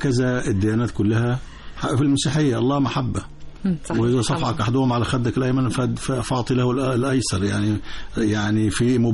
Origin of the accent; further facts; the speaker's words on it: Egypt; خصوصا أنه إحنا كمان عندنا في مصر طورنا دار الإفتاء تطور كبير جدا